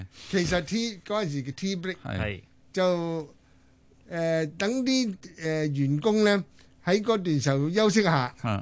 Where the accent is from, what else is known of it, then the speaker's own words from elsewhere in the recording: China; 我哋中国人咧叫茶做 tea 噶喎。